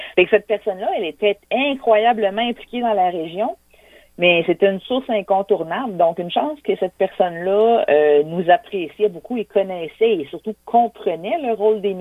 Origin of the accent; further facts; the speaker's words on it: Quebec City, Quebec, Canada; Moi, je suis originaire de la région de Québec, de la ville de Québec, en fait.